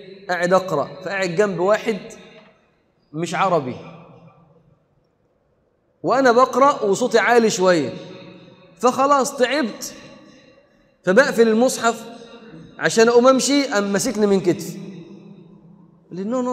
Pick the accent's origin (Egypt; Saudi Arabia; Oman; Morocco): Egypt; جالي واحد لبناني قال لي انت من وين انت؟ قلت له من مصر. قال لي من مصر ما شاء الله ام الدنيا، فرحان قوي ان انا من مصر.